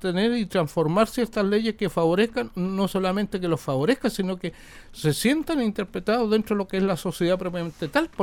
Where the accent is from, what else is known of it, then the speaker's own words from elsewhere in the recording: Chile; Si hasta hace poco aquí como chilenos nosotros teníamos la estigmatización de ciertos sectores populares